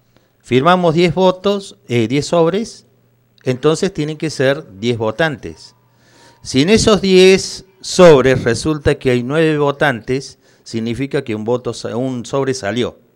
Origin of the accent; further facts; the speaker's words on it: Córdoba, Argentina; como todo cordobés somos así, le sacamos una numerada a la situación.